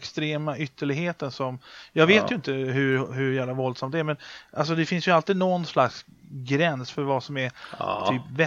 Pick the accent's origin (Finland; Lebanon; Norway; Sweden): Sweden; Jag är ju uppvuxen med filmcensuren i Sverige.